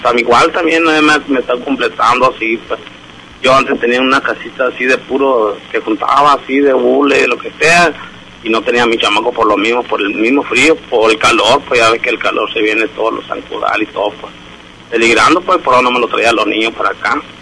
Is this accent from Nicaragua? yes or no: no; Hermosillo, Sonora, Mexico; Yo soy de aquí, de Hermosillo. Sí, por lo mío, pues yo también vivía con mi mamá, nomás que ya pues no supimos de esta invasión y nos vinimos y aquí nos quedamos.